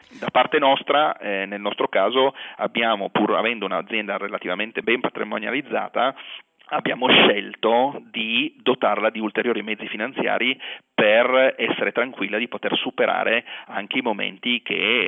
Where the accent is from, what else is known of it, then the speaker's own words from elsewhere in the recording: Turin, Piedmont, Italy; come noi siamo di Torino